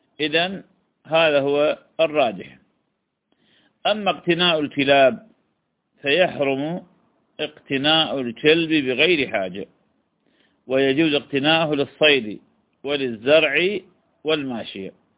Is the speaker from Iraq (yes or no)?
yes; Iraq; accent: Iraqi; هو ما يسمى بالكلب المشلوب بلهجتنا العراقية